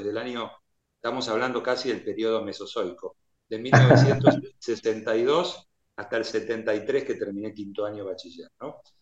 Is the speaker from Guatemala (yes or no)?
no; Buenos Aires, Argentina; born there; Yo nací en Caballito, teniendo padre nacido en Núñez, a 3 cuadras de la cancha de Platense, en Juana Azurduy y Cuba, en el barrio de Núñez